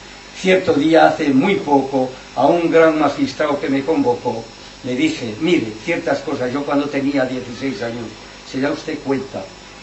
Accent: Navarre, Spain; en Navarra, en la ribera de Navarra, en mi tierra, gente buenísima

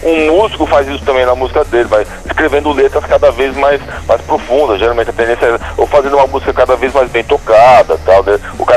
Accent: São Paulo, Brazil; born there; trabalhando lá nos ligados químicos do ABC, onde eu nasci, né, na região do ABC paulista.

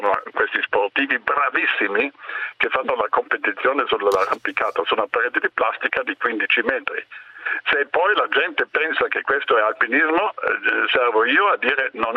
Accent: Dolomites, Italy; born there; Io sono nato nelle Dolomiti, è vero, a 5 anni ho fatto il primo 3.000, naturalmente con i genitori

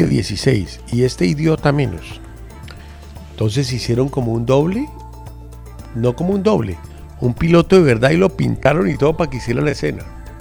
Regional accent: Antioquia, Colombia; Yo soy paisa.

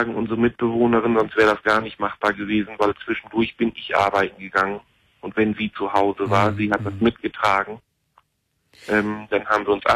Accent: Lower Saxony, Germany; also ich komme jetzt ja hier aus Ostfriesland

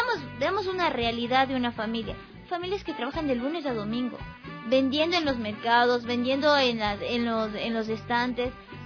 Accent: Ecuador; moved away; yo salí de aquí de Ecuador sin mucho dinero

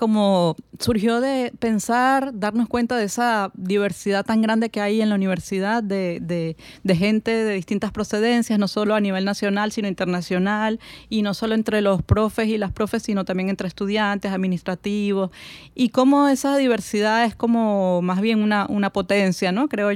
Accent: Venezuela; also born or lived in Spain; mi experiencia como venezolana. Y creo que era mucho más fuerte porque, como venía de España y de unos cuantos años de vivir en España

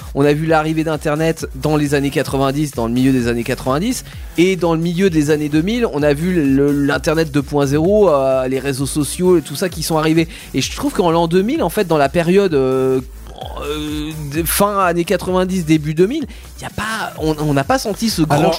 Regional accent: France; Moi, c'est ma vision en tant que petit français.

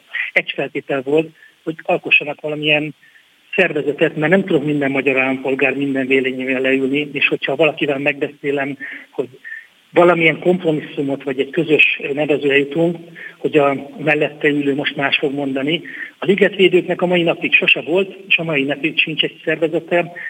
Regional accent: Budapest, Hungary; én itt nőttem fel a idevezető utcában, ide jártam az Istvánba, itt vagyok több mint 15 éve a tétműben, tehát meg az életem fizikailag is nagyon erősen kötődik a ligetet környékéhez

